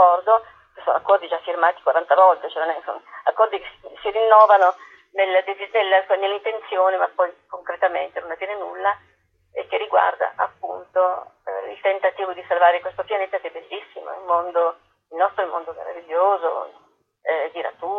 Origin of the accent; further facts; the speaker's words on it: Apulia, Italy; non avere contatto con la mia terra, riscoprirla tardi, sono pugliese.